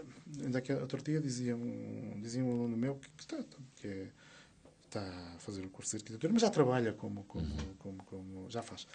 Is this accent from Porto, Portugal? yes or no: yes; Porto, Portugal; Olha, eu sou do Porto, eu venho do Porto